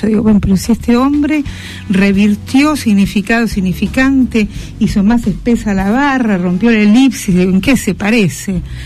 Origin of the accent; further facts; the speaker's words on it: Argentina; now in Brazil; Yo soy argentina, nacionalizada brasilera.